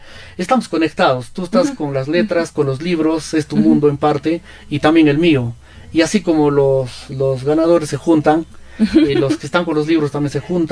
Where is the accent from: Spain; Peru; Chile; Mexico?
Peru; Y yo ahí, como todo peruano y como todo curioso nuevo, ¿no? Dirían en Lima, bajadito